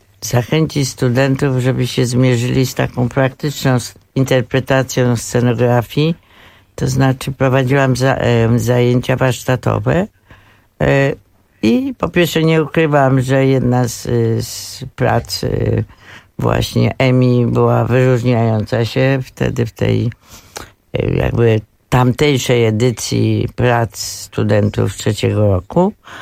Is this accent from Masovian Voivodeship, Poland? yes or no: no; Kraków, Lesser Poland, Poland; born there; A poza tym jestem Krakowianką z urodzenia